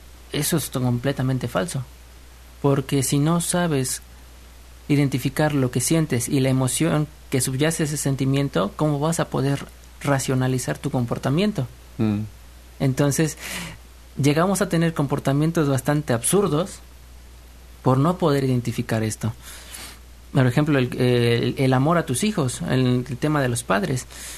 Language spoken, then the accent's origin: Spanish; Tlalnepantla, State of Mexico, Mexico; Yo soy de Tlalnepantla.